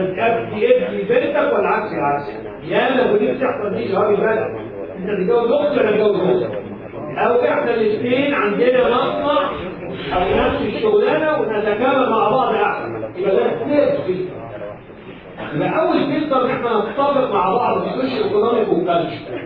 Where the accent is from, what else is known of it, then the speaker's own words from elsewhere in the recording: Egypt; هو اليوناني وانا مصري يعني